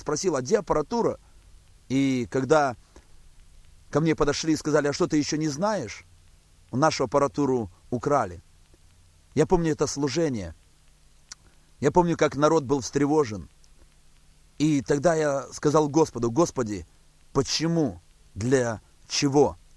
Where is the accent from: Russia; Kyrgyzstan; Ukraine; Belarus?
Belarus; Baranavichy, Brest Region; мы возвратились в Белоруссию, мы возвратились в родной город, в город Барановичи, где проживаем на данный момент.